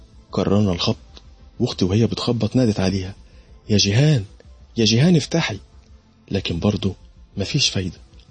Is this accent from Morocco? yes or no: no; Alexandria, Alexandria Governorate, Egypt; أنا من اسكندرية، وتحديدا من شارع العسوي الموازي لشارع خالد بن الوليد